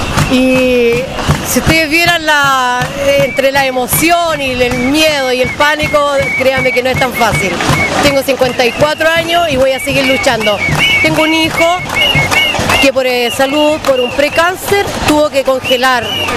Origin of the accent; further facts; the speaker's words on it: San Antonio, Valparaíso, Chile; San Antonio es un pueblo de lucha, somos un pueblo valiente, estoy orgullosa de mi pueblo San Antonio